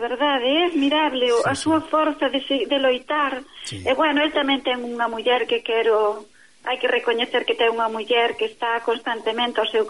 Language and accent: Galician; Tomeza, Galicia, Spain; Sí, a aldea chamase Tomeza.